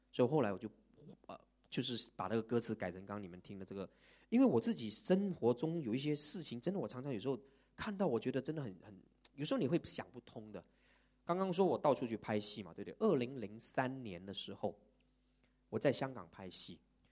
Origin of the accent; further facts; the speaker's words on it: Malaysia; 我们马来西亚人每次都给人家讲什么？